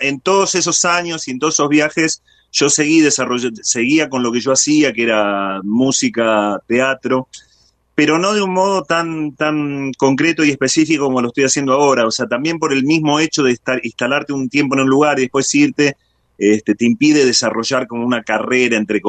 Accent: Buenos Aires, Argentina; Yo soy oriundo de Buenos Aires, pero de Buenos Aires me fui a hacer ratazo, digamos.

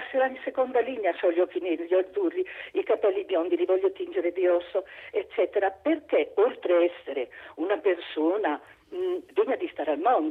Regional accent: Reggio Emilia, Emilia-Romagna, Italy; Io sono da Reggio Emilia, sono un'emiliana.

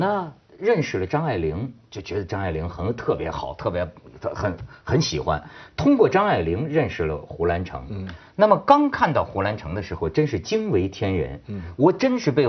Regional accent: Hebei, China; 是我们河北人，就是你知道吗？

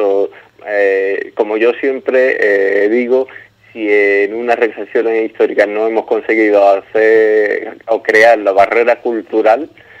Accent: El Puerto de Santa María, Andalusia, Spain; aquí en el puerto Santa María, de donde soy

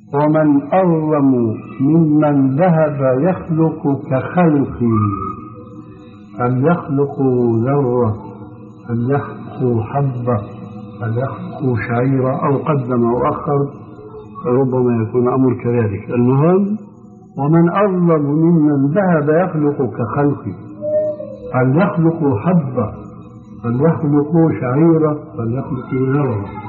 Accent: Syria; وكما يقولون عندنا في الشام حطينا رجلينا مي بارد

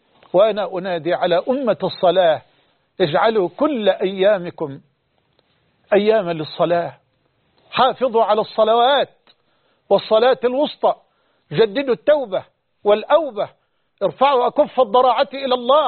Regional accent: Egypt; أن يحفظ بلدنا مصر من هذا الوباء

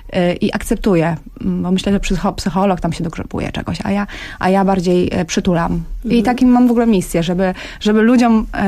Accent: Warsaw, Masovian Voivodeship, Poland; ja z Warszawy

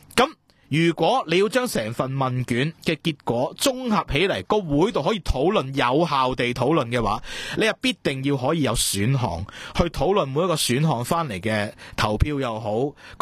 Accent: Hong Kong; 喂，作为一个香港人，作为一个香港嘅地方有国际视野㗎嘛

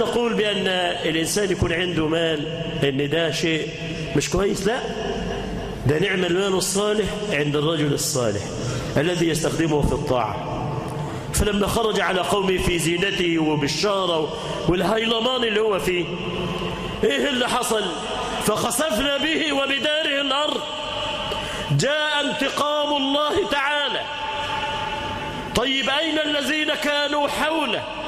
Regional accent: Egypt; اللهم اجعل بلدنا مصر أمنة مطمئنة، سخاء رخاء

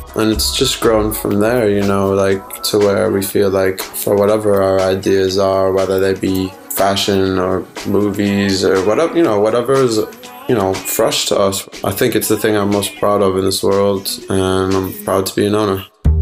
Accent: Chicago, Illinois, United States; because I'm proud of being a Chicagoan.

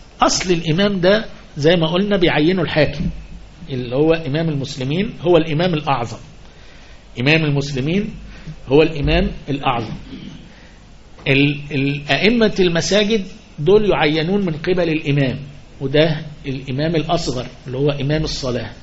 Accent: Upper Egypt, Egypt; زي عندنا في الصعيد يقول باه باه

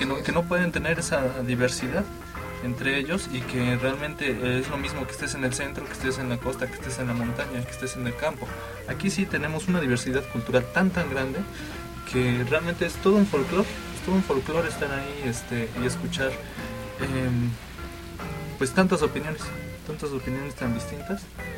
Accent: Mexico; Somos orgullosamente mexicanos, no como en otros países

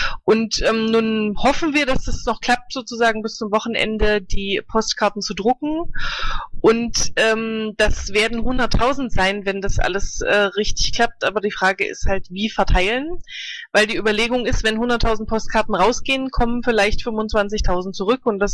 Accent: Leipzig, Saxony, Germany; ich bin aus Leipzig und ich bin hier ab in 16 Tagen Stadträtin.

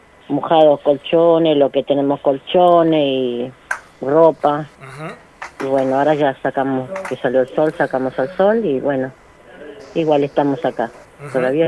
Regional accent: Formosa, Argentina; now in Monte Grande, Argentina; Vinimos como casero y de Formosa

